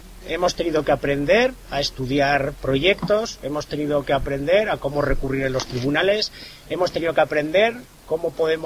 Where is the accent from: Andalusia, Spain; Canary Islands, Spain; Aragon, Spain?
Aragon, Spain; Artieda; en concreto en mi pueblo, en Artieda, pues hubo gente que decidió quedarse allí